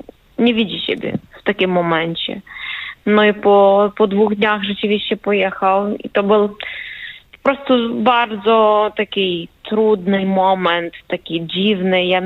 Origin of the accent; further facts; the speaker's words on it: Ukraine; Polish is a second language; now in Wrocław, Poland; bo ja obecnie jestem we Wrocławiu, z Ukrainy.